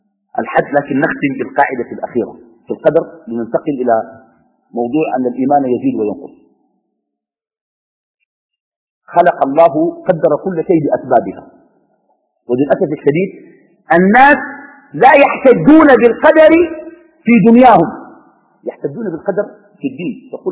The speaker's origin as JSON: {"language": "Arabic", "country": "Sudan", "lives_now": "Qatar", "said": "أني في قطر وأنا من السودان"}